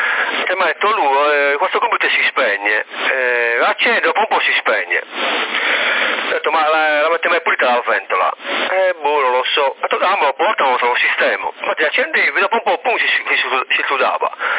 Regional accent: Livorno, Tuscany, Italy; Si conferma, vengo da Livorno.

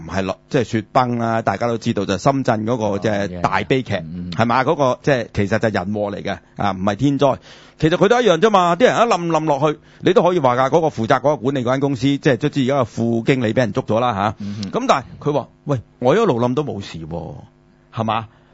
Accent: Hong Kong; 就係我哋香港人叫啊沼氣

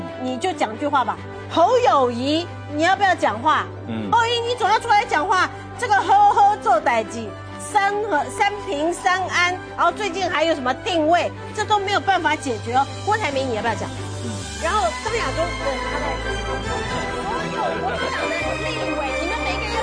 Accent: Taiwan; 希望能够鼓舞我们台湾人，希望能够提醒我们台湾人

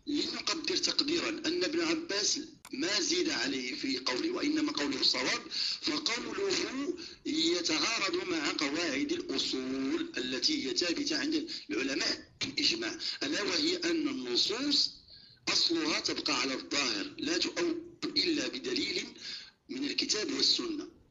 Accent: Morocco; عندنا في المغرب

